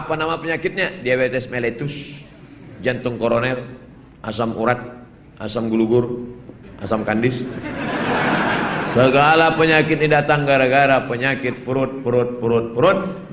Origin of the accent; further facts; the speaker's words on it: Java, Indonesia; Saya bukan orang Minangkabau, saya orang Jawa Pak Ustaz. Pakai bahasa Jawa.